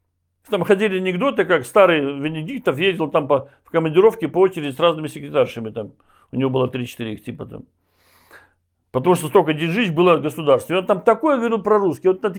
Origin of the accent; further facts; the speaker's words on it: Belarus; твой земляк приехал из Беларуси, я же из Беларуси родом.